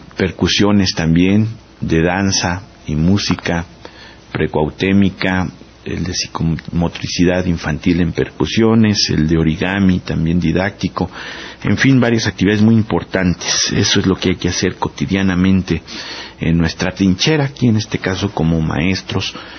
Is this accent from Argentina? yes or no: no; Mexico; nos hace reflexionar como mexicanos